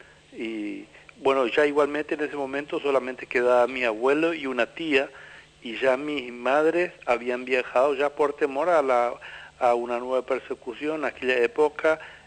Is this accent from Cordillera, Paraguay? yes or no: yes; Piribebuy, Cordillera, Paraguay; Nosotros somos oriundos de Piribebuy, de la compañía 4 de julio.